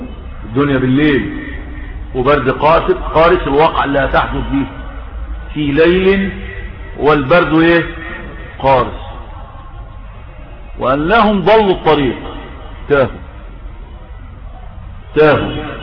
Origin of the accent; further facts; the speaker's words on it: Sinai, Egypt; طور سيناء اللي هو فيها عندنا في سيناء جبل الطور عندنا